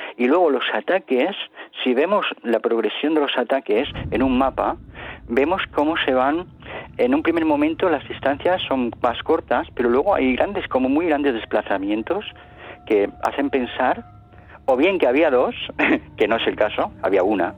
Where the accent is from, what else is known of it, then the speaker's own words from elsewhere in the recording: Spain; digo, no, pero yo digo, soy un investigador español y escribo sobre estos temas y tal.